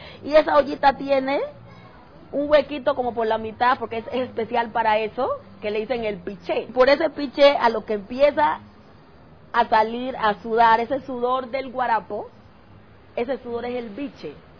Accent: Timbiquí, Cauca, Colombia; moved away; Soy original de Timbiquí, Cauca. Hace 8 años llegué a vivir aquí

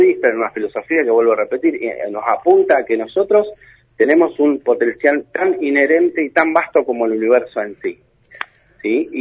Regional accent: Argentina; No, yo soy, digamos, somos causalmente vietnamitas, sí. Somos argentinos, vietnamitas, sí.

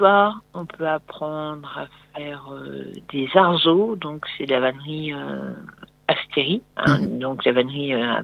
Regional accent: Fougères-en-Bois, Grand Est, France; Alors, je suis moi native de Fougères-en-Bois. J'habitais de la Croix-sur-Meuse, en fait. Juste le village avant.

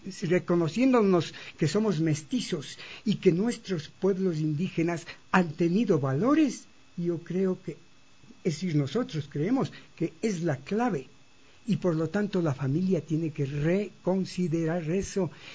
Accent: Ecuador; importante para todos nosotros como sociedad ecuatoriana

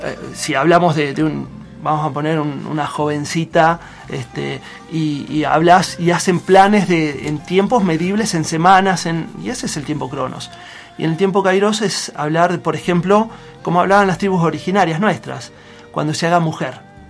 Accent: La Plata, Buenos Aires Province, Argentina; acá vivimos en un lugar muy tranquilo, igual yo vengo de la ciudad de La Plata, ¿no? De Buenos Aires.

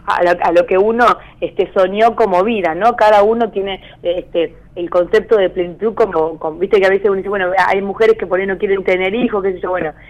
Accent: Arequito, Santa Fe, Argentina; cuando era chica acá en Arequito, de lo que significa vivir en un pueblo o en una localidad muy chica

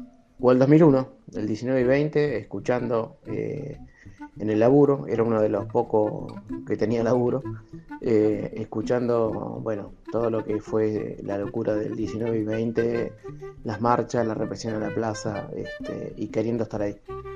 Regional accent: Buenos Aires, Argentina; soy del barrio de Flores en Capital.

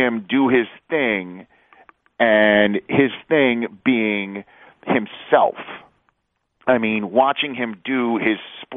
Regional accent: New York City, New York, United States; You know, he had some Chicago and North Carolina, and I'm from New York City

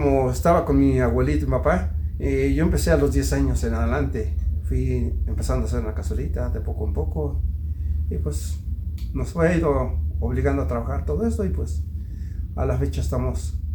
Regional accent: Metepec, State of Mexico, Mexico; De aquí de Metepec. Aquí en Metepec, ellos eran olleros

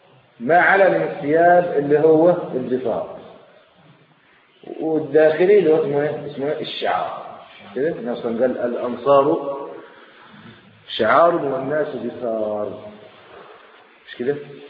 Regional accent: Egypt; افضل الفرع عندنا في مصر واخر

